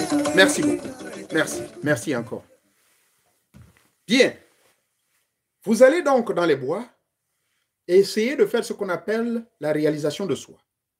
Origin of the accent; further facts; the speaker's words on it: Gabon; Chez moi au Gabon